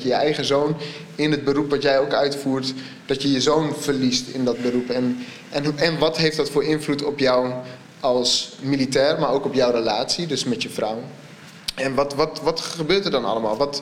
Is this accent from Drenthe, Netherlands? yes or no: yes; Assen, Drenthe, Netherlands; also born or lived in Groningen; Ik kom oorspronkelijk uit Assen, maar ik heb in Groningen altijd op school gezeten, dus het voelt wel warm.